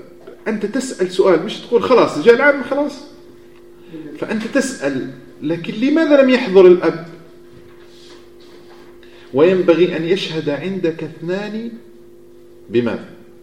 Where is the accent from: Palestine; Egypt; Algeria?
Algeria; لأن عندنا في الجزائر ممنوع أنك تعقد كإمام عقد عرفي قبل العقد المدني